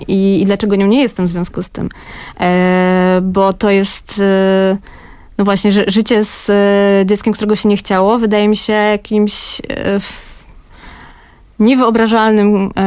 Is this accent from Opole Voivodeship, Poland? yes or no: no; Kraków, Lesser Poland, Poland; ja pochodzę z Krakowa, urodziłam się w Nowej Hucie, ale w takiej Nowej Hucie troszeczkę już nowocześniejsze i ona jest zbliżona trochę już do, powiedzmy, innych dzielnic Krakowa